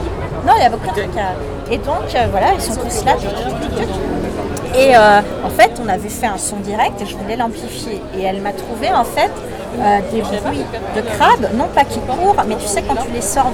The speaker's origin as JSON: {"language": "French", "country": "France", "said": "c'est que en tant que Française, j'avais écrit un gros pavé."}